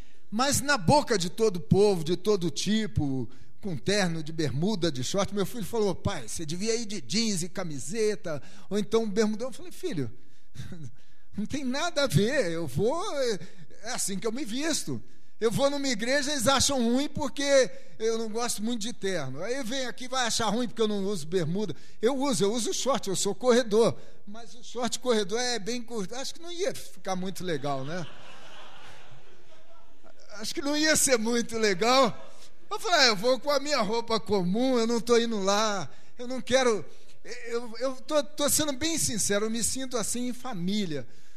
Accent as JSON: {"language": "Portuguese", "region": "Rio de Janeiro", "country": "Brazil", "tie": "born or raised there", "said": "Fui criado no Rio, né?"}